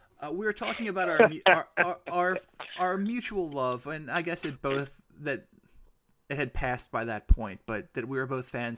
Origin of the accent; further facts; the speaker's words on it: Sacramento, California, United States; born there; now in Philadelphia, United States; No. I was born in Sacramento.